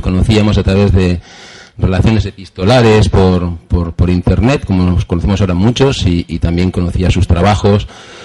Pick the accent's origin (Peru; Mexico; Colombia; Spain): Spain; Region of Murcia; cerca de mi pueblo, un pueblo que está allí en las orillas del Mar Menor